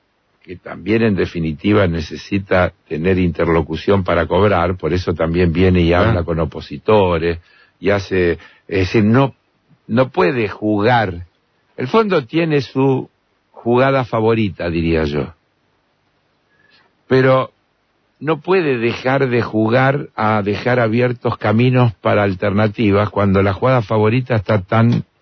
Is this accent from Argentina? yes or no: yes; Argentina; yo sentí vergüenza como argentino